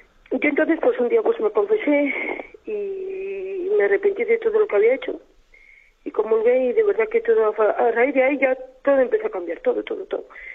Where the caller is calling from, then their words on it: Logroño, La Rioja, Spain; de Logroño.